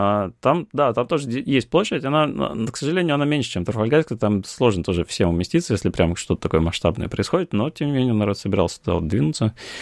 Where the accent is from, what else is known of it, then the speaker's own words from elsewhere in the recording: Russia; мы сказали, что да, мы, типа, из России